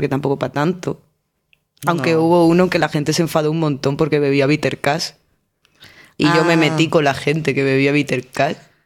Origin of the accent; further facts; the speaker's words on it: Seville, Andalusia, Spain; yo soy de Sevilla